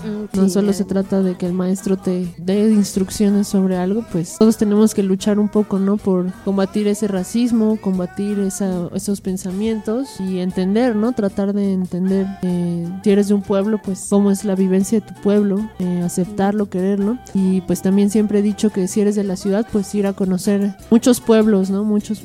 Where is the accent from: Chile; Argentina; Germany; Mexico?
Mexico; ¿cómo sientes que podríamos enfrentar la discriminación como mexicanos, ¿no?